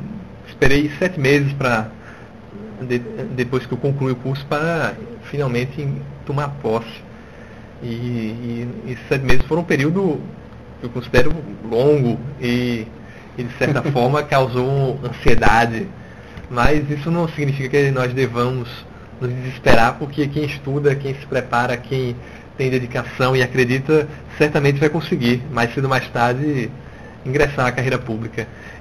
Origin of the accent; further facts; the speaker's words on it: São Paulo, Brazil; born there; now in João Pessoa, Brazil; nasci em São Paulo e moro aqui em João Pessoa há muito tempo.